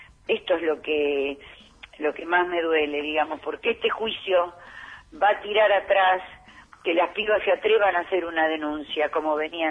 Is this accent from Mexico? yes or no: no; Argentina; Y eso me duele profundamente, profundamente como argentina.